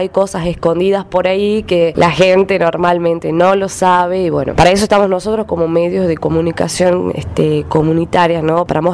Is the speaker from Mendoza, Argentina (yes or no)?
no; Tucumán, Argentina; Bueno, hola … vengo de Tucumán, de la radio Piedra y Camino de Acheral.